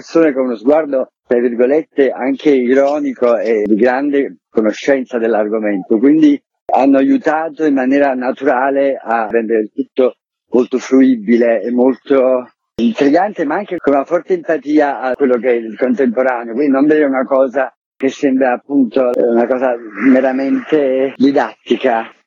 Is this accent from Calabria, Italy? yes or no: no; Naples, Campania, Italy; in quanto napoletano e amante poi di quel sito